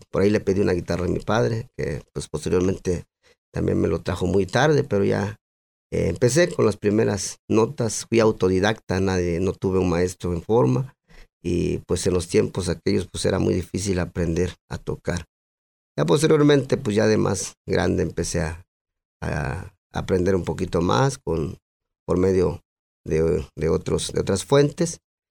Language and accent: Spanish; San Juan Colorado, Mexico; mi infancia pues fue en mi tierra natal, San Juan, Colorado, al cual yo pertenezco, gracias a mis progenitores, mi padre y mi madre.